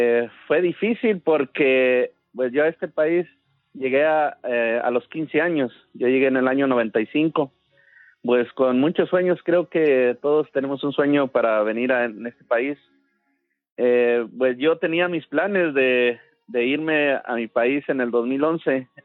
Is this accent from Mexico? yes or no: yes; Santa Ana, Hidalgo, Mexico; Yo soy del estado de Hidalgo, soy de un pueblo que se llama Santa Ana.